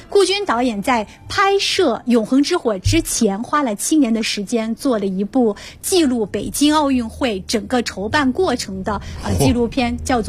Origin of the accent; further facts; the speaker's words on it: China; 那么展现了我们中国人对世界的看法哈。